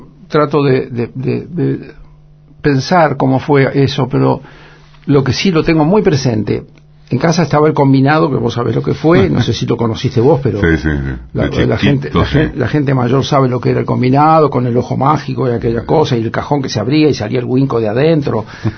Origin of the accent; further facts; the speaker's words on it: Buenos Aires, Argentina; born there; Yo nací en Buenos Aires, pero todos los veranos íbamos para la familia de mamá de allá.